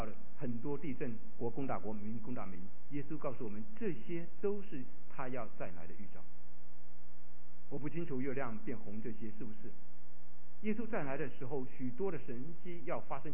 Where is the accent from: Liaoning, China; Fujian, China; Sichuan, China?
Fujian, China; accent: Fujian; 英文证道，不是我的母语，我的母语是在福建口音的国语